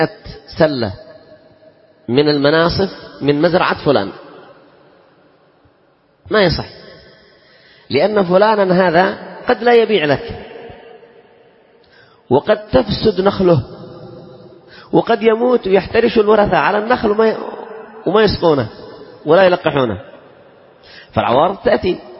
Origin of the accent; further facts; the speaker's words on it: Yemen; إذن هذه لا يمكن أن نسلم فيها عندنا في اليمن